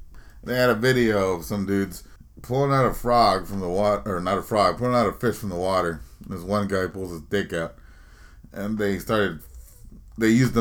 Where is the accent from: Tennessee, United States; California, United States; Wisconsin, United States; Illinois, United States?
California, United States; Oakland; I'm from Oakland. I like monkey gang fights.